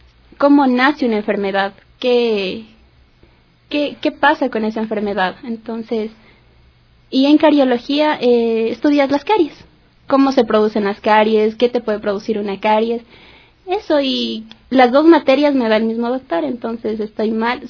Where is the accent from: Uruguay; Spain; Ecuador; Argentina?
Ecuador; Quito, Pichincha; todos los que somos de acá de Quito